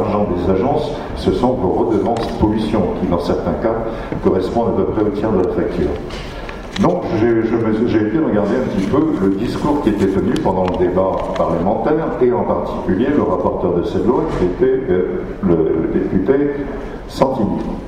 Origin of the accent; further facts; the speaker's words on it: Brittany, France; si je vous dis que je suis breton, j'ai pu le vérifier en Bretagne